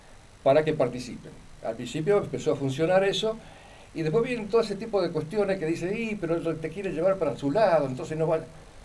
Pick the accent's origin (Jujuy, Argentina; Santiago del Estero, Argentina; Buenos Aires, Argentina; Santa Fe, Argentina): Santa Fe, Argentina; Gálvez; Y sí, yo nací en Gálvez, me crié en Gálvez ya hace unos cuantos años, yo tengo casi 80, ¿no?